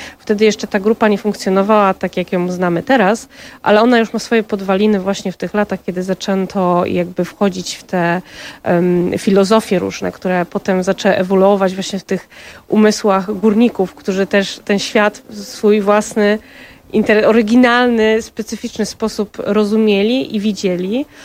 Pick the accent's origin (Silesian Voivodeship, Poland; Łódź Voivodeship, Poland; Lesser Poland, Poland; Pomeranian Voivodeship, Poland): Silesian Voivodeship, Poland; Katowice; w Katowicach, w moim rodzinnym mieście, więc tutaj nawiązuję do takiego mojego ukochanego miejsca w moich rodzinnych stronach